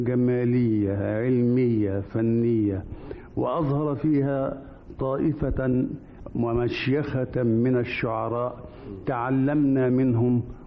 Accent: Damietta, Damietta Governorate, Egypt; وأنا ولدت في دمياط ونشأت بها، فدمياط أول أرض مس جلدي ترابها. موقعها غريب، مدينة دمياط، فهي تقع على البحر والنهر والبحيرة، وفي غربها غابة النخيل

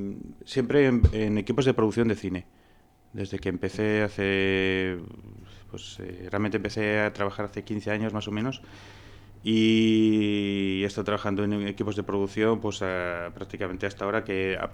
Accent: Tudela, Navarre, Spain; moved away as an adult; soy de Tudela, de toda la vida, ¿eh? Lo que ocurre que, pues eso, hace más o menos 20 años pues me fui a estudiar a Madrid, cine, y ya pues ahí enganché trabajando. Y he estado, pues eso, digamos 20 años no viviendo continuo aquí, sino que iba y venía

